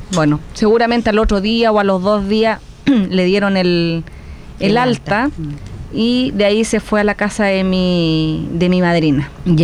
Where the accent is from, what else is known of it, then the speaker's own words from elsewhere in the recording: Santiago Metropolitan Region, Chile; born there; Y ahí nací, en el Hospital San Juan de Dios, el 10 de noviembre.